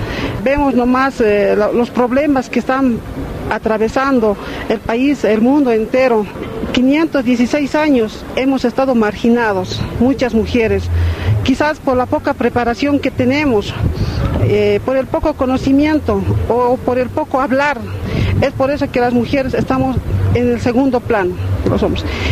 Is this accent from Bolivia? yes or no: yes; Oruro, Bolivia; soy del país de Bolivia, del departamento de Oruro.